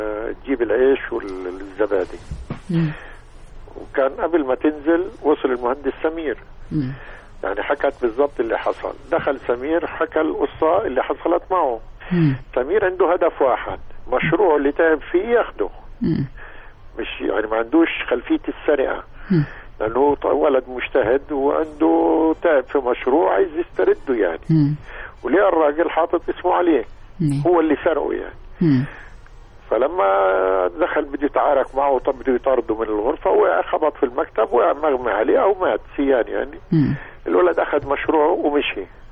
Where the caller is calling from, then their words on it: Cairo, Cairo Governorate, Egypt; من القاهرة.